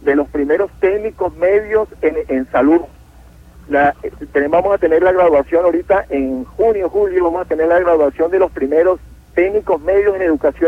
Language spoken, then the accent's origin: Spanish; Palmira, Táchira, Venezuela; Yo soy de Palmira, estado Táchira.